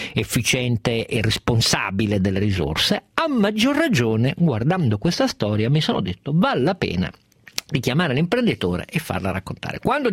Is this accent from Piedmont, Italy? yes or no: yes; Piedmont, Italy; moved away; lo dico da piemontese trapiantato altrove